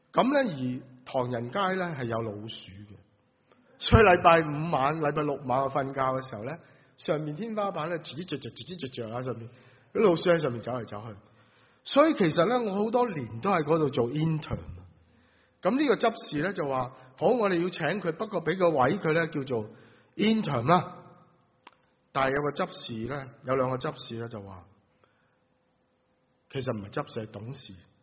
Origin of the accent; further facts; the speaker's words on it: Guangdong, China; 我们广东人说誓愿吃生菜